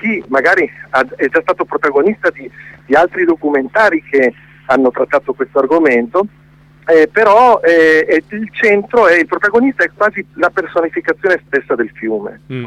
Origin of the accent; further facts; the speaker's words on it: Reggio Emilia, Emilia-Romagna, Italy; perché io poi sono di Reggio Emilia, quindi ho la fortuna di vivere vicino a questo corso d'acqua